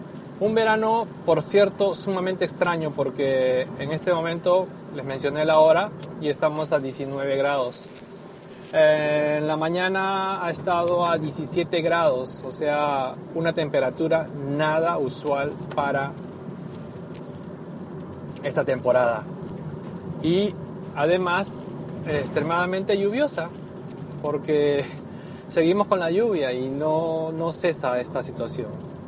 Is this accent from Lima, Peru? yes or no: yes; Lima, Peru; Que en mi país, y no en mi país, sino en Lima, generalmente, es un clima templado y no tan extremo.